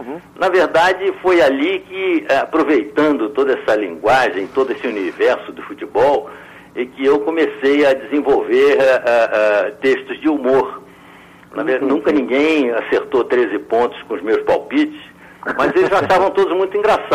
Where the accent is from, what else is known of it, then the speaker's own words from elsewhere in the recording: Rio de Janeiro, Brazil; moved away as an adult; also born or lived in Salvador; fiquei 10 anos lá em Salvador, que é a minha segunda terra e que eu chamo da minha Idade Média. E depois eu voltei para o Rio de Janeiro